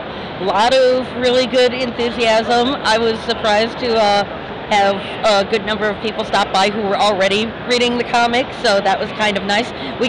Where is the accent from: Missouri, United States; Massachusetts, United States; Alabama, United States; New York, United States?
Missouri, United States; St. Louis; Archon, because I have to go there every year down in St. Louis. That's my hometown con.